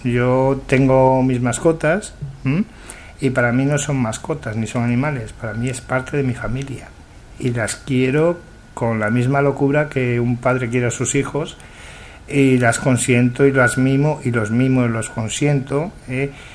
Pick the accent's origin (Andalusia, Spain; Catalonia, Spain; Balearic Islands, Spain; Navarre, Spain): Catalonia, Spain; Yo soy del Mediterráneo, yo soy más de la parte de José Luis, soy de Tarragona, de un pueblecito de Tarragona, nací en el Hospital del Mar.